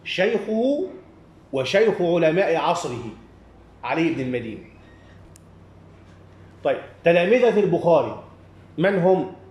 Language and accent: Arabic; Egypt; وكل الذين يخرجون عندنا في مصر أو في أي مكان آخر